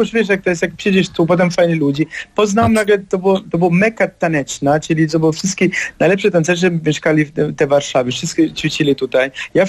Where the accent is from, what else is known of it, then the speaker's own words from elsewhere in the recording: Germany; Polish is a second language; now in Poland; Ja się wychowałem w Niemczech, jestem synem imigrantów z Sycylii